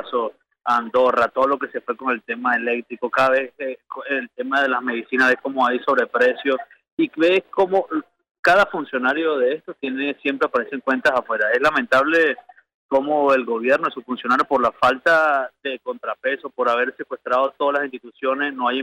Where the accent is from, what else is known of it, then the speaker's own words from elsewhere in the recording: Venezuela; quienes pagamos las consecuencias de esa corrupción somos los venezolanos